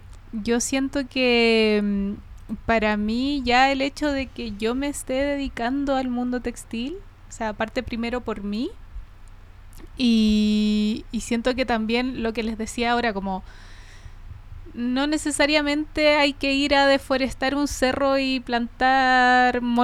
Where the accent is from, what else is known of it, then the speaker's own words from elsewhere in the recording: Coltauco, O'Higgins, Chile; yo crecí en el campo, yo crecí en Coltauco, que es una comuna de la sexta región